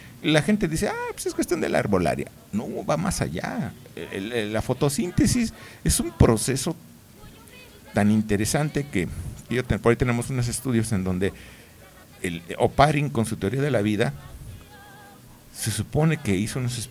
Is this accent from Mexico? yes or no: yes; Mexico; van formando un carácter a todos nosotros como mexicanos.